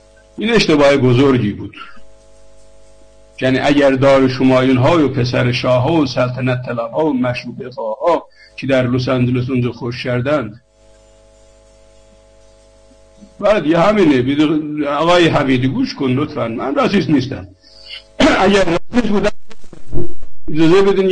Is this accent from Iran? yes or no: yes; Iran; moved away; ایران چه بودیم تا دیپلم فارسی خوندیم، دانشگاهش انگلیسی خوندیم، بعدم اومدیم چه اروپا، اونم در زبان مادری نبود